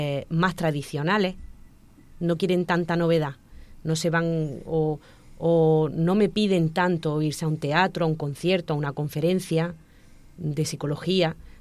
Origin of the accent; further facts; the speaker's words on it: Motril, Andalusia, Spain; yo soy de Motril, de un pueblo de Granada, y nosotros vivíamos en una zona de Motril que era muy antigua, entonces estábamos rodeados de gente muy mayor.